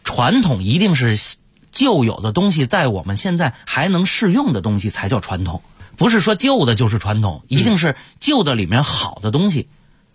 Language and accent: Chinese; Beijing, China